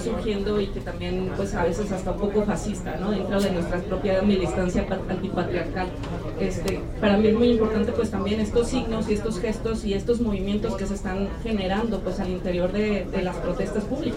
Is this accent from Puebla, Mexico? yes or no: no; Guadalajara, Jalisco, Mexico; no soy originaria de aquí, yo soy originaria de Guadalajara